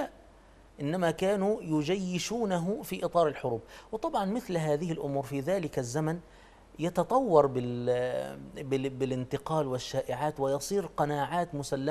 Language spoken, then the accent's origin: Arabic; Egypt; يعني نحن عندنا في مصر